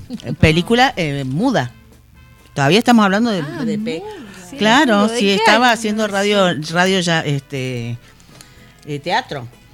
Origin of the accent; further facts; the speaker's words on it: Córdoba, Argentina; Yo soy muy cordobesa, así que no me pidan mucho. Conocí Buenos Aires casi a los 50.